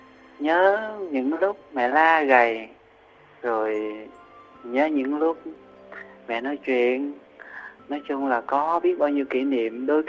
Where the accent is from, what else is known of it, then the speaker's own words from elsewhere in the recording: Sóc Trăng, Vietnam; now in Tây Ninh, Vietnam; Quê em ở tỉnh Sóc Trăng.